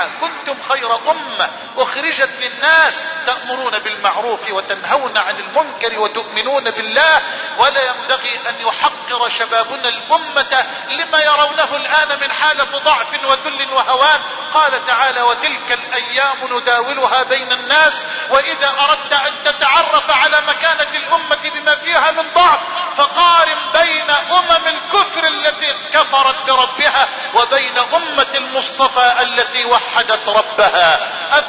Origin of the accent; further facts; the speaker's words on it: Egypt; اللهم احفظ بلدنا مصر من الفتن ما ظهر منها ما بطن